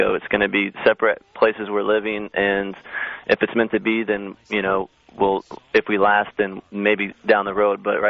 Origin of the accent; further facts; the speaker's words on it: Houston, Texas, United States; now in Los Angeles, United States; I'm from Houston.